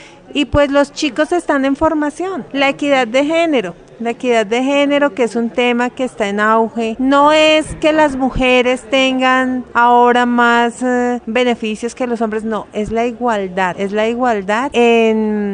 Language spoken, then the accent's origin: Spanish; Boyacá, Colombia; now in Bogotá, Colombia; Yo soy boyacense, pues vivo en Bogotá, pero soy boyacense, y por mi región se consume mucho el maíz.